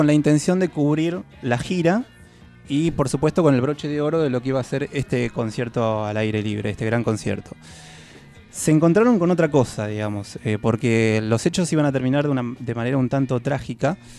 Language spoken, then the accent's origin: Spanish; Bahía Blanca, Buenos Aires Province, Argentina; yo soy de Bahía Blanca. Bahía Blanca tiene 400.000 habitantes, digamos.